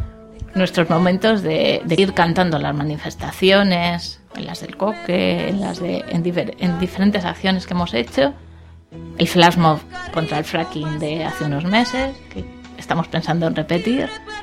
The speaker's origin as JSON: {"language": "Spanish", "town": "Madrid", "region": "Community of Madrid", "country": "Spain", "lives_now": "Bilbao, Spain", "said": "Yo sigo flipando la primera vez que vine aquí a Bilbao."}